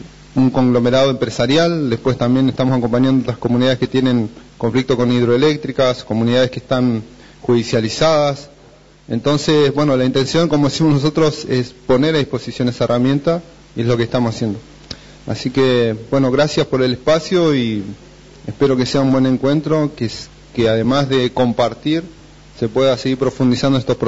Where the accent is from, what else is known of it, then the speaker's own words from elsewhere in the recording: Bariloche, Río Negro, Argentina; vengo de Bariloche